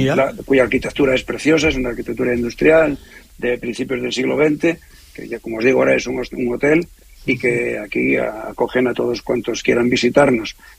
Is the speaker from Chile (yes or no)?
no; Galicia, Spain; now in El Bierzo, Spain; Yo también soy de origen gallego, aunque resido en el Bierzo, y me siento muy berciano, la verdad.